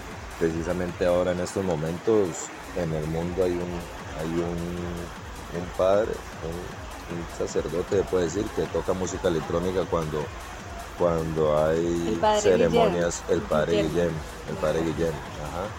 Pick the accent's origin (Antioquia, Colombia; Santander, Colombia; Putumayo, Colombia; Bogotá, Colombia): Putumayo, Colombia; Puerto Asís; yo soy de Puerto Asís, Putumayo, toda la vida nacido y criado aquí en Putumayo. Siempre he estado como muy, muy en mi pueblo